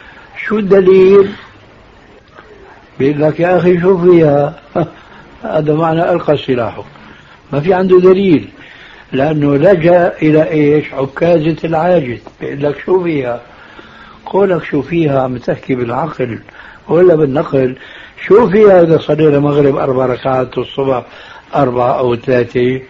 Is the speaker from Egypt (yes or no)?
no; Syria; كما يقولون عندنا في سوريا